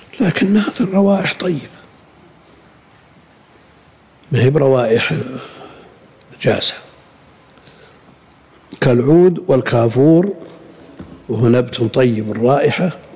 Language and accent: Arabic; Al-Qassim, Saudi Arabia; هذا الملح اللي بشجر والشقة عندنا بالقصيم وغيره